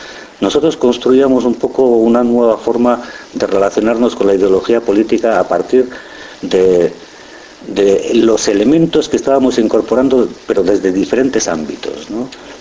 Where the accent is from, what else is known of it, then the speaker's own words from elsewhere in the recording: Basque Country, Spain; Éramos jóvenes, éramos vascos y vivíamos reprimidos como jóvenes y como vascos.